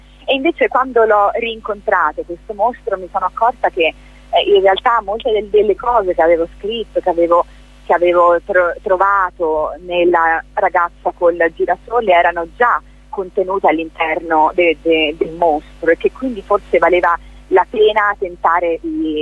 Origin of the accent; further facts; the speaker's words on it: Ancona, Marche, Italy; sarà il 9 aprile ad Ancona, quindi la prossima sarà nella mia casa, nella mia terra patria.